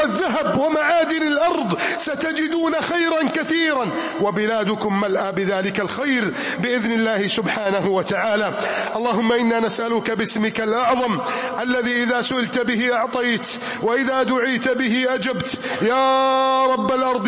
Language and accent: Arabic; Egypt; اللهم احفظ بلدنا مصر، اللهم أعن بلدنا مصر، اللهم ارفع راية بلدنا مصر